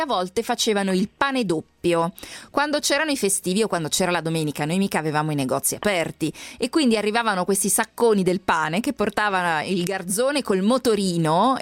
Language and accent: Italian; Lombardy, Italy; io sono Brianzola